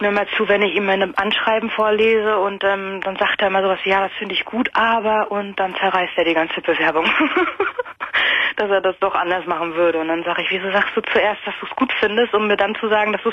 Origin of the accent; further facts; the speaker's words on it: Mecklenburg-Vorpommern, Germany; moved away as an adult; Ich bin halt damals fürs Erststudium nach Hamburg gegangen. Ich komme eigentlich aus Mecklenburg-Vorpommern.